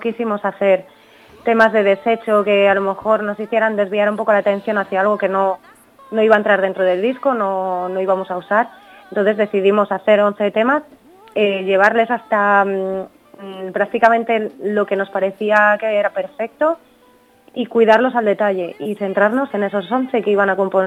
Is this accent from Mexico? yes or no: no; Laguna de Duero, Castile and León, Spain; tengo una asociación aquí en Laguna de Duero, en mi pueblo